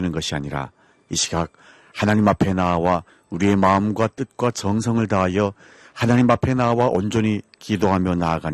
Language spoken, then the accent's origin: Korean; North Korea; now in Paju, South Korea; 저는 탈북민